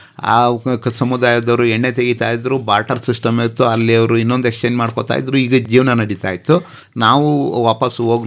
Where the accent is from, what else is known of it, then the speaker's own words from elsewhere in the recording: Chamarajanagar, Karnataka, India; ನನ್ನ ಹುಟ್ಟೂರು ಚಾಮರಾಜನಗರ. ನನ್ನ ತಂದೆ ಪೊಲೀಸ್ ಇಲಾಖೆಯಲ್ಲಿದ್ದವರು, ನನ್ನ ತಾಯಿ ಗೃಹಿಣಿ, ನನ್ನ ಜೊತೆ 3 ಅಕ್ಕಂದಿರಿದ್ರು. ನನ್ನ ವಿದ್ಯಾಭ್ಯಾಸ, ಪ್ರಾಥಮಿಕ ವಿದ್ಯಾಭ್ಯಾಸ ಮತ್ತು ಕಾಲೇಜು ಶಿಕ್ಷಣ ಎಲ್ಲ GSS college ಚಾಮರಾಜನಗರದಲ್ಲೇ up to degree ತನಕ BCOM ಮಾಡಿದೆ.